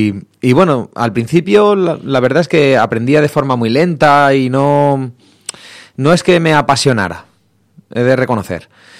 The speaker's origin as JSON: {"language": "Spanish", "town": "Getafe", "region": "Community of Madrid", "country": "Spain", "tie": "born or raised there", "said": "gente con la que todavía sigo viendo allí en mi ciudad natal, ¿no? En Getafe"}